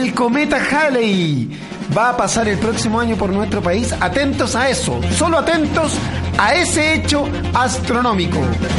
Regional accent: Concepción, Biobío, Chile; soy un joven de Concepción que ha venido hasta acá, al Club Hípico

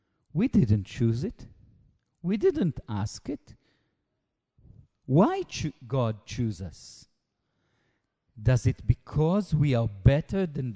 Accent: Israel; first language Hebrew; English is a second language; Look, it's difficult for me to speak in English. It's not my mother tongue. I like and I know how to speak in Hebrew much, much better.

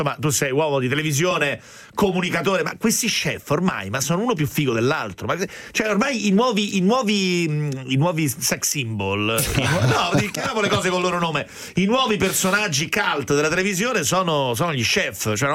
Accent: Rome, Lazio, Italy; Ragazzi, io sono di Roma

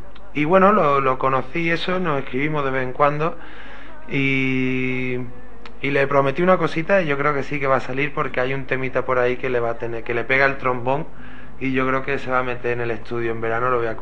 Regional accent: Jerez de la Frontera, Andalusia, Spain; Soy de Jerez, pero no tengo el arte para tocar bulería.

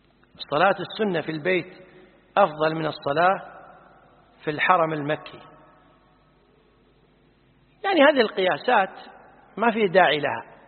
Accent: Kuwait

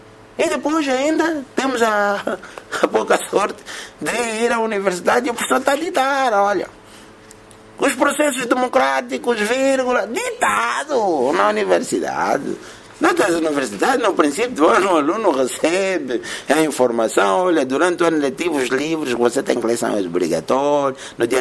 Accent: Angola; Somos tão influenciáveis nós, os angolanos, né?

